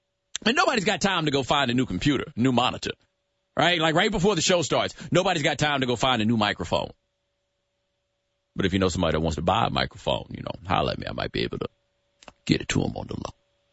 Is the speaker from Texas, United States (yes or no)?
yes; Houston, Texas, United States; Some dude told me to take my skinny crack pipe to Chicago. I'm from Houston, man. Houston.